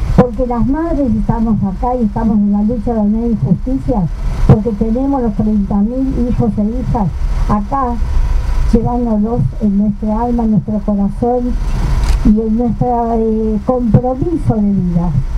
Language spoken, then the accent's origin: Spanish; Argentina; A mí me duele como argentina, como ciudadana, como madre. Como madre de una familia, abuela, bisabuela